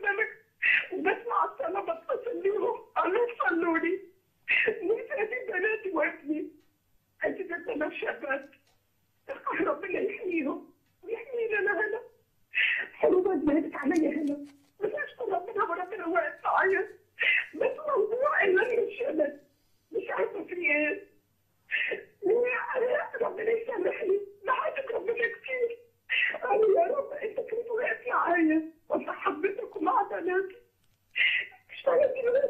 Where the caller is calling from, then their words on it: Netherlands; انا من هولندا.